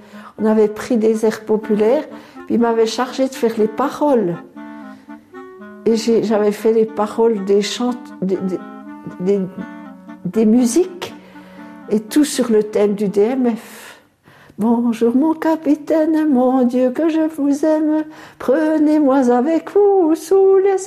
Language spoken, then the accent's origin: French; Lajoux, Jura, Switzerland; que je suis née à l'Ajou, que je suis originaire de l'Ajou, très attachée aux Franches-Montagnes